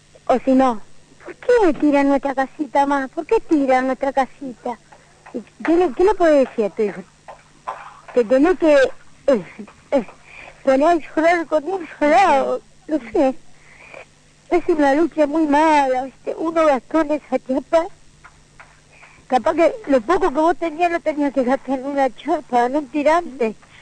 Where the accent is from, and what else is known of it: Argentina